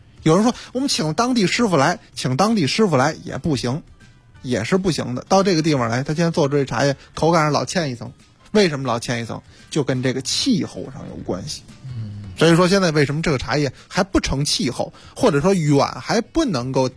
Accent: Beijing, China; 咱们北京话说有点乏了

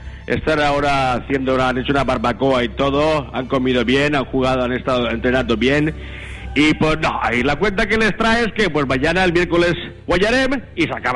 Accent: Spain; Somos los españoles porque nos meamos y nos cagamos en el agua todos los días.

